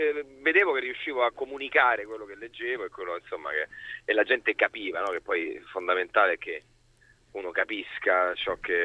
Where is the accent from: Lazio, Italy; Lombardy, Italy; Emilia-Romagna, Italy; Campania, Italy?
Lazio, Italy; Rome; born there; Sì, sono nato in Prati.